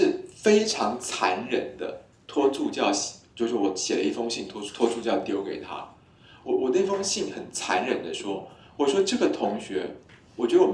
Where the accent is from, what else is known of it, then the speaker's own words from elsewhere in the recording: Taiwan; 其实我们台湾人看大陆人一直觉得很奇怪